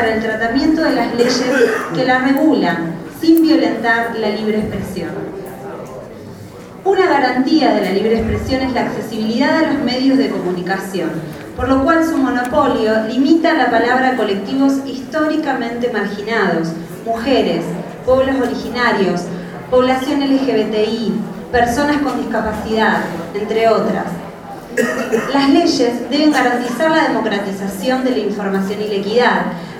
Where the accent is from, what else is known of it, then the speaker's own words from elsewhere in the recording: Rosario, Santa Fe, Argentina; mi compañero es Sebastián Butisé. Venimos de la ciudad de Rosario